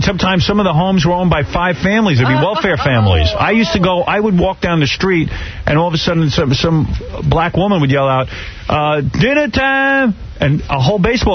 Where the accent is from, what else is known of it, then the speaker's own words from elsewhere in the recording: Roosevelt, New York, United States; I grew up in Roosevelt.